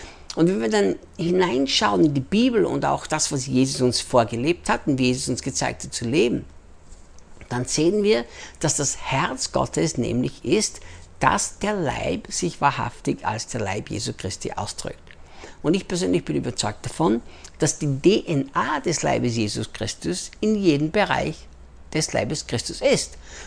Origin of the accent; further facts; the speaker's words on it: Austria; moved away as an adult; also born or lived in United States; now in Brazil; ich bin Österreicher, in Österreich geboren, Österreich aufgewachsen, lebte dann 10 Jahre in den Vereinigten Staaten, arbeitete bei Morningstar Ministries mit Rick Chonamit und lebe seit 8 Jahren jetzt, fast 9 Jahren schon hier in Brasilien